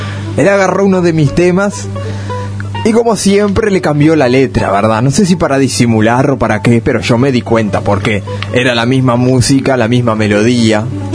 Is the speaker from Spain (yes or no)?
no; Uruguay; Y bueno, yo como todo uruguayo tuve que enrejar toda mi casa para no tener problemas.